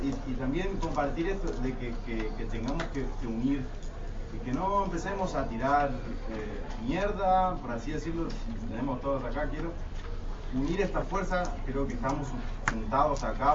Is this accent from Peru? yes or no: no; Misiones, Argentina; soy integrante del movimiento semillero de Misiones, vengo de Misiones, soy en Esmaela, hoy día estamos trabajando en Esmaela.